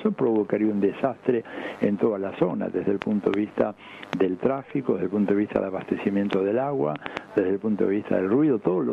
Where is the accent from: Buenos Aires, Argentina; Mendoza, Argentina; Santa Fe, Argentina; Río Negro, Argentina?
Buenos Aires, Argentina; Caballito; born there; yo nací en Caballito y después de estar en el exilio muchos años volví a la Argentina, en cuanto pude me regresé a mi barrio y ahora estoy a 3 cuadras de la casa donde había nacido.